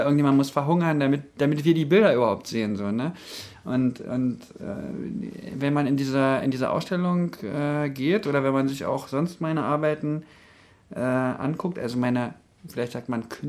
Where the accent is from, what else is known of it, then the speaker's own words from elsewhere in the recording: Berlin, Germany; weil ich komme ja ursprünglich aus Berlin